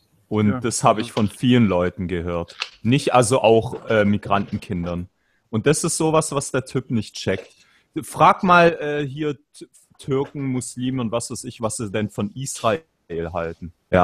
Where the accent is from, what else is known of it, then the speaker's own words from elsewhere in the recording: Germany; die hier so wie ich aufgewachsen geboren sind